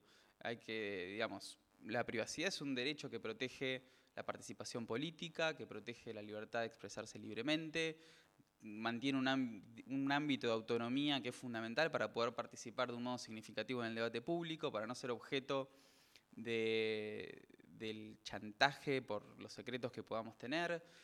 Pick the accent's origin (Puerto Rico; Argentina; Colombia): Argentina; Otro asunto que también tenemos completamente interiorizado como argentinos es el Documento Nacional de Identidad